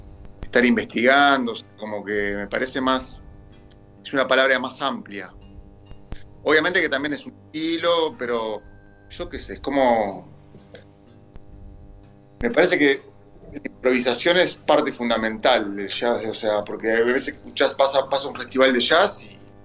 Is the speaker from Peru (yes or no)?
no; Uruguay; moved away as an adult; que yo soy uruguayo, vivo acá hace 20 años